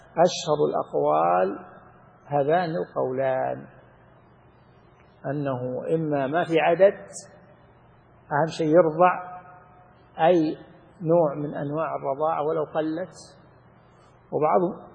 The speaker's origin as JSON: {"language": "Arabic", "country": "Saudi Arabia", "said": "ومن أحكام الأيمان والنذور عندنا في السعودية"}